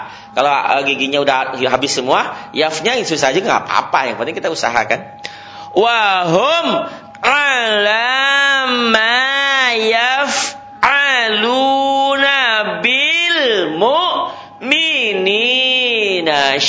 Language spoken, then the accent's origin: Indonesian; West Java, Indonesia; Itu penyakit kita orang Sunda.